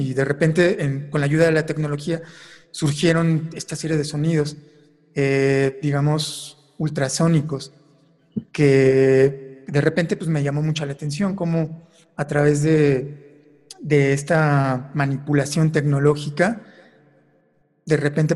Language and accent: Spanish; Morelia, Michoacán, Mexico; yo me dediqué a grabar muchísimo la ciudad de Morelia, de donde soy originario